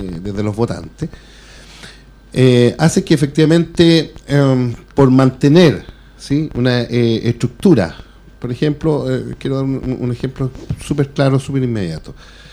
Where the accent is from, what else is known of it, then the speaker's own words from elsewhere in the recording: Chile; No, que yo soy chileno y yo defiendo.